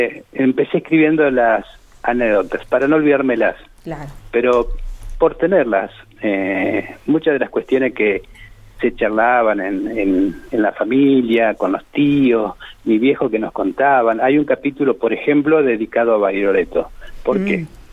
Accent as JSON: {"language": "Spanish", "region": "La Pampa", "country": "Argentina", "said": "importante que nosotros los pampeanos tengamos la memoria del agua"}